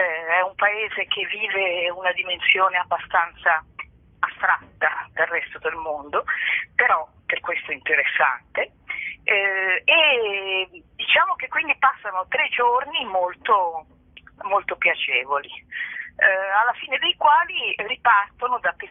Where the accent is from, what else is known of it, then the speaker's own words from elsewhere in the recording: Milan, Lombardy, Italy; allora io sono di Milano, ecco